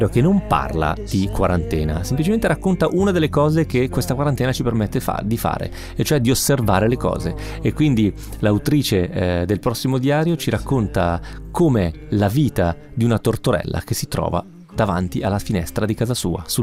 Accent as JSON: {"language": "Italian", "town": "Fermo", "region": "Marche", "country": "Italy", "tie": "born or raised there", "said": "3 di loro sono a Fermo, che è la mia città natale nelle Marche."}